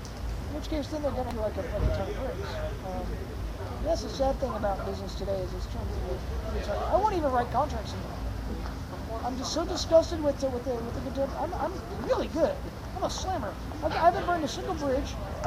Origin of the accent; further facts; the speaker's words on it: Manhattan, New York, United States; Well, you know, honestly, as a New Yorker, which is what I am